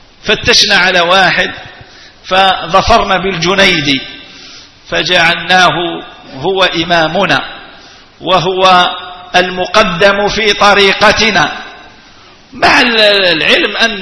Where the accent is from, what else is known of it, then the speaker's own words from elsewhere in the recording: El Oued, El Oued Province, Algeria; أنا أصلي من منطقة الوادي، وهذه المنطقة يكثر فيها التيجانيون ولا تجد فيها قادريا واحدا.